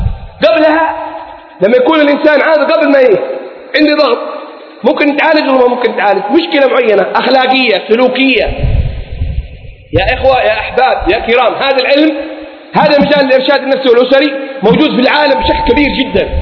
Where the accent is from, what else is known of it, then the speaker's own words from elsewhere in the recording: Mukalla, Hadhramaut, Yemen; born there; خريج المعهد العالي للتوجيه والإرشاد، من مواليد المكلا، الأصل من حضرة من دوعن،